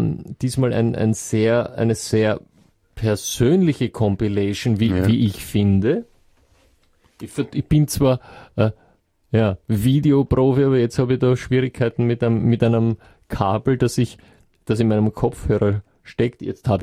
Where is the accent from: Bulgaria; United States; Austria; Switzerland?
Austria; bei uns in Österreich